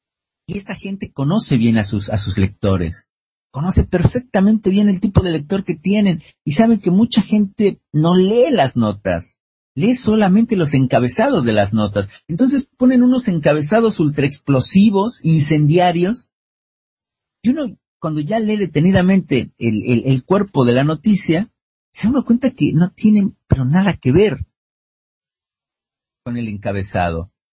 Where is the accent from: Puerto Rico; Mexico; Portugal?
Mexico; nosotros mismos como mexicanos no nos damos cuenta de muchas cosas que están sucediendo en México